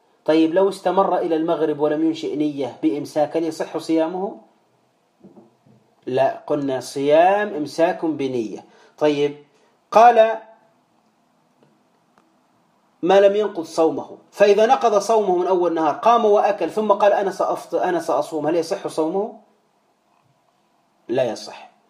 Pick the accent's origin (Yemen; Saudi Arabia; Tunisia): Tunisia; وإحنا عندنا في تونس